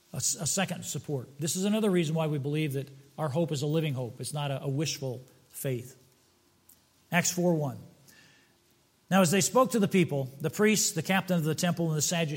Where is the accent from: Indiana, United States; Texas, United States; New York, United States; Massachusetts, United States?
Indiana, United States; Fort Wayne; born there; I was born in Fort Wayne, Indiana.